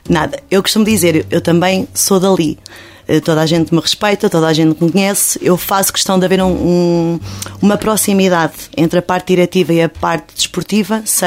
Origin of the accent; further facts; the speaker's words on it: São Paio de Gramaços, Coimbra, Portugal; Eu sou nascida e criada em São Paulo de Gramaços, com muito orgulho, como costumo dizer